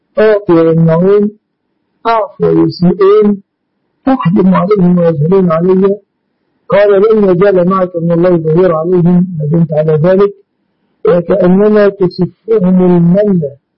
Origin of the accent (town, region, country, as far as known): Egypt